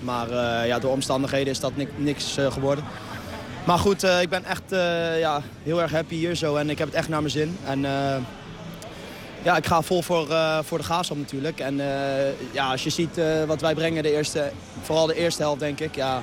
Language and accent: Dutch; The Hague, South Holland, Netherlands; Ja, ik ben zelfs Hagenese.